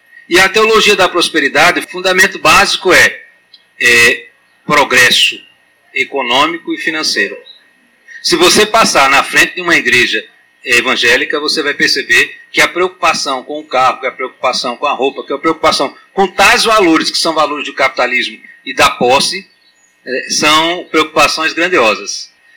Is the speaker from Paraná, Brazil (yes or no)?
no; Alagoas, Brazil; mas eu também sou de Alagoas, a gente é meio arrogante, né?